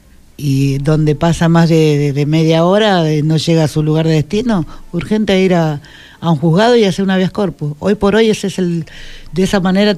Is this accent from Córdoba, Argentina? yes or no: no; Buenos Aires, Argentina; Yo tengo 56 años y me crié en Ciudad Oculta.